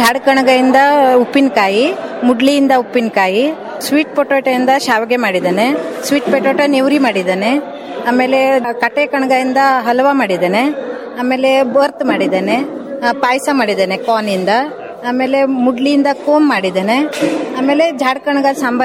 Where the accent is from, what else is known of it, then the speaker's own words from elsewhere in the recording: Kumbarawada, Karnataka, India; ನಾನು ಕುಂಬಾರವಾಡದಿಂದ ಬಂದಿದ್ದೇನೆ.